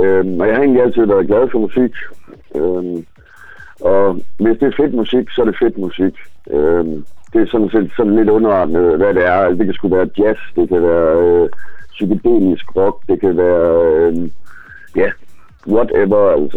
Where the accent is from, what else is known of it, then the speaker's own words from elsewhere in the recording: Aarhus, Central Denmark Region, Denmark; Så tænker jeg næsten, at vi skulle følge op med noget fra min hjemby.